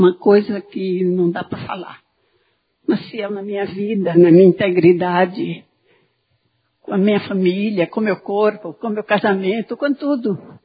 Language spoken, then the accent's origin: Portuguese; Alagoas, Brazil; Quero lhe dar uma boa-vinda bem calorosa, porque eu sou alagoana. Eu sou cabra mesmo.